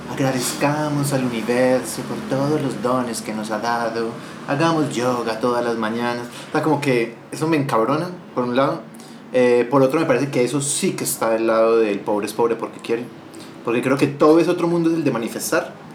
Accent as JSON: {"language": "Spanish", "region": "Antioquia", "country": "Colombia", "said": "soy paisa y estamos dados un poco pues como a darnos latigazos y somos muy católicos"}